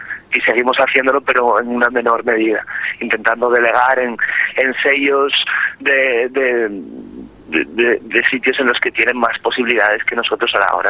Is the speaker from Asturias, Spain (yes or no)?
yes; Asturias, Spain; somos asturianos, pero tenemos como segunda casa Valencia.